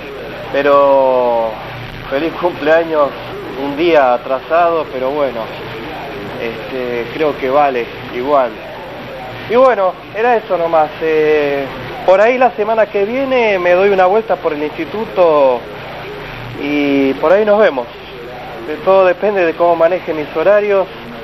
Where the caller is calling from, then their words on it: Ramos Mejía, Buenos Aires Province, Argentina; de Ramos Mejía.